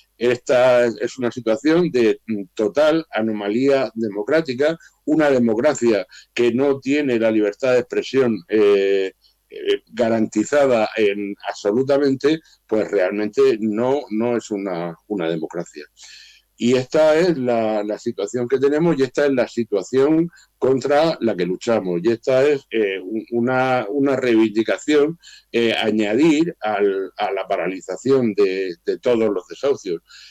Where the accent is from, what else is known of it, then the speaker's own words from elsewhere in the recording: Murcia, Region of Murcia, Spain; Sabéis que yo soy de Murcia, y aquí en Murcia hemos tenido una lucha vecinal muy importante